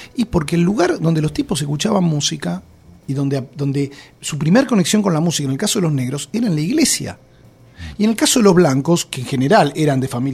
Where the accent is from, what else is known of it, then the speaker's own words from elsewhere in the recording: Argentina; la desgracia de meterme con el tango y con lo dogmáticos que somos los argentinos